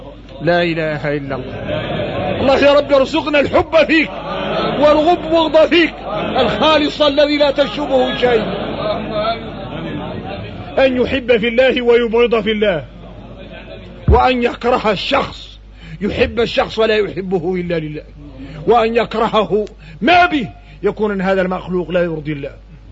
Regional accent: Mauritania; ونقوم احنا موريتاني فينا الرق

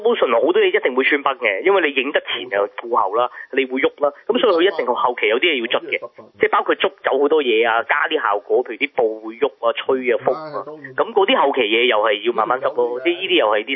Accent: Hong Kong; 咁我知行內我哋香港人就好多喺邊 mark 都見過幾年㗎啦

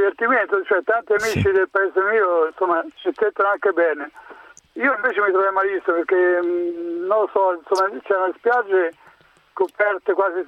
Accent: Umbria, Italy; anche io sono umbro

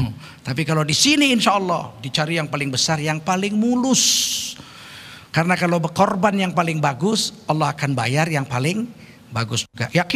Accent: East Jakarta, Jakarta, Indonesia; Saya orang Jakarta Timur. Tinggal Jakarta Timur saya.

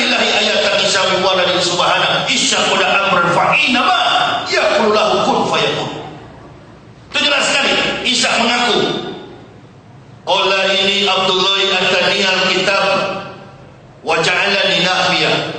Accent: Manado, North Sulawesi, Indonesia; saya orang Manado.

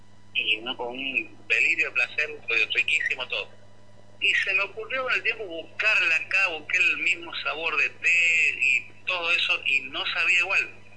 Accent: Santiago del Estero, Argentina; más allá que no soy nacido en Jujuy, soy santiagueño

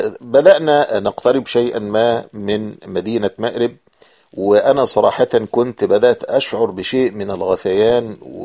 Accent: Egypt; فلاحظوا أن لهجتي أو شكلي يعني مختلفا عن بقية الركاب، فسألوني من أين أنا، فأخبرتهم أني مصري

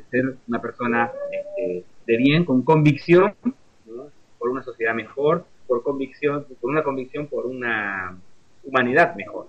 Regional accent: Corrientes, Argentina; now in Uruguay; yo soy correntino, de sangre guaraní, y estamos viviendo acá.

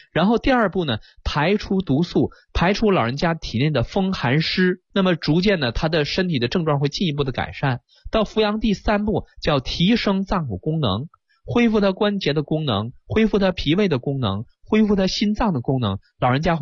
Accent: China; 这是我们中国人几千年来总结的

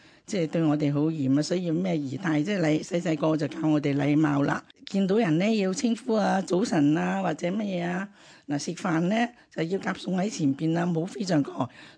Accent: China; 咁我都係中國人啦，

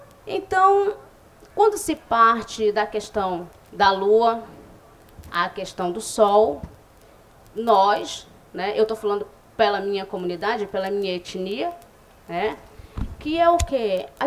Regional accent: São Gabriel da Cachoeira, Amazonas, Brazil; eu sou da etnia Baré, Sou da comunidade do Livramento também, em São Gabriel.

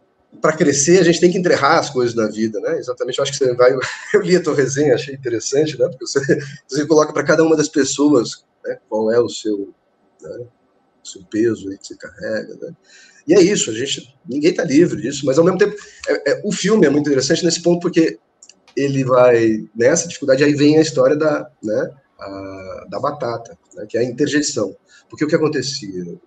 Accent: Brazil; E eu, como brasileiro, já estava no inverno lá há muito tempo

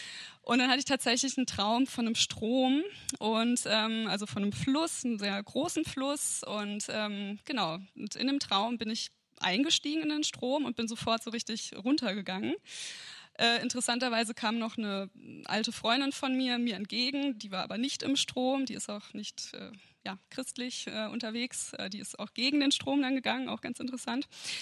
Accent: Kassel, Hesse, Germany; moved away as an adult; ich komme ja eigentlich aus Kassel und bin so vor einem guten Jahr hierher gezogen.

